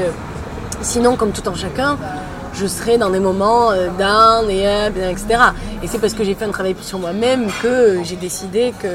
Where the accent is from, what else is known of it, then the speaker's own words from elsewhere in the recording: Aix-en-Provence, Provence-Alpes-Côte d'Azur, France; Ouais, je suis d'Aix-en-Provence.